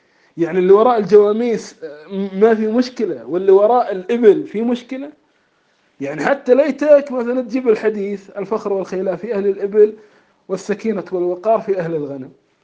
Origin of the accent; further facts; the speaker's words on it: Kuwait; نحن أول مدرسة عندنا في الكويت